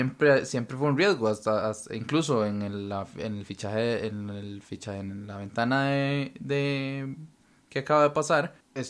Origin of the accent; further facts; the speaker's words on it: Costa Rica; Estamos hablando de una liga que, si bien es profesional, somos ticos.